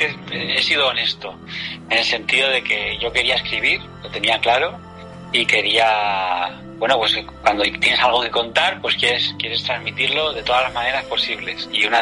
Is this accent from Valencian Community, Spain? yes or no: no; Madrid, Community of Madrid, Spain; como madrileño, que tampoco voy yo haciendo gala de, pero sí, soy de Madrid y nacido en Madrid, que eso es muy raro de ver en Madrid, donde viene todo el mundo de todas partes